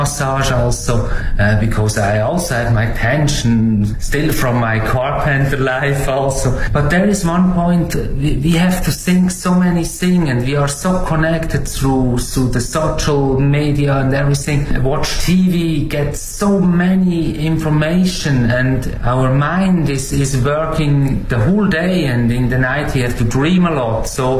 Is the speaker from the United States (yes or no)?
no; Switzerland; English is a second language; moved away as an adult; now in China; from Switzerland. Stay now 5 years in China.